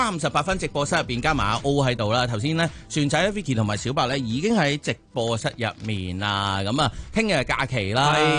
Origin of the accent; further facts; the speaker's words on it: Hong Kong; 我自己都系一个土生土长嘅香港人咧。